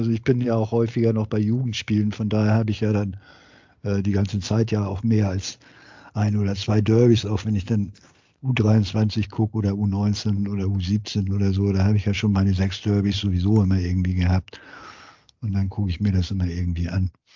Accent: Hamburg, Germany; das ist ja bei mir so, dass ich hier als Hamburger ja jahrelang diesen Konflikt auch nicht hatte

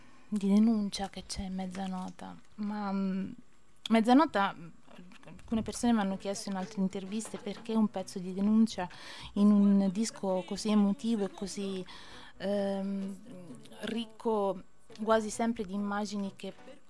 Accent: Livorno, Tuscany, Italy; born there; Io ho vissuto per 16 anni in Calabria e la reputo assolutamente, pur essendo nata a Livorno, però è la terra a cui appartengo, è la mia terra

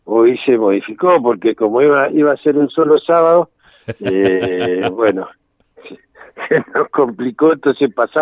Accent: Buenos Aires, Argentina; now in El Bolsón, Argentina; Yo nací en Buenos Aires y me crié gran parte de Buenos Aires, bueno, anduve por varios lugares de recorrida y de aprendizajes, digamos.

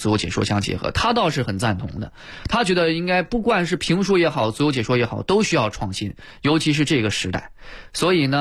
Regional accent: Jinan, Shandong, China; 当时呢也是因为我是山东人嘛，然后在济南，我爸我妈呢管我比较严

